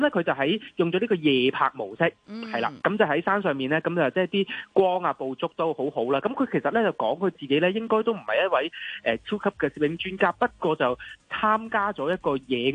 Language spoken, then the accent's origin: Cantonese; Hong Kong; 我係香港人